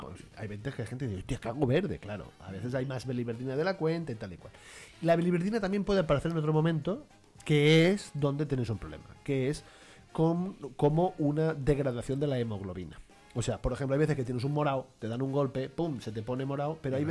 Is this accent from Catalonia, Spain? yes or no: yes; Catalonia, Spain; Yo soy catalán